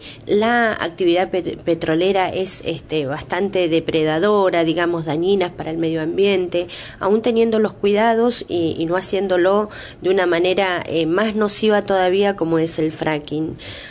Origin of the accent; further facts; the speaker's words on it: Río Negro, Argentina; born there; si bien yo soy nacida en Río Negro, mis familiares están dentro de la provincia de Neuquén